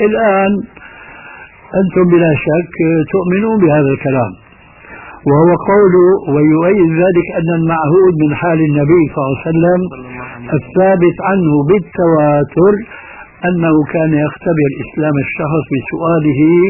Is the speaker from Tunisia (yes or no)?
no; Levant, Syria; كما يقولون عندنا في الشام من فوق الاساطيح